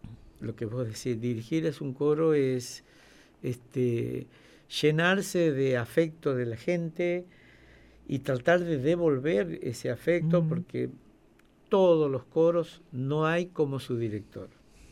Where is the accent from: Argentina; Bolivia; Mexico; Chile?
Argentina; Santiago del Estero; por mi lugar geográfico, de donde vengo